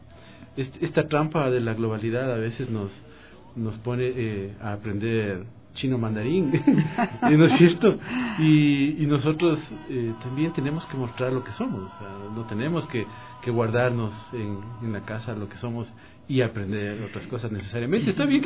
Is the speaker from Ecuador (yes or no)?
yes; Ecuador; Yo considero que nuestra manera de ser, de reconocernos como ecuatorianos